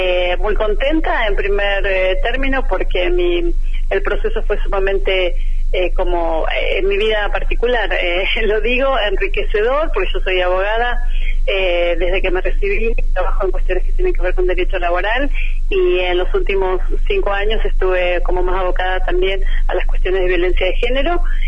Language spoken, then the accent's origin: Spanish; Bariloche, Río Negro, Argentina; also born or lived in Buenos Aires; Soy de Bariloche, mi familia es de aquí, de Bariloche, nací en esta ciudad, me fui a estudiar a Buenos Aires, estudié en la UBA, abogacía, y me volví a Bariloche a ejercer.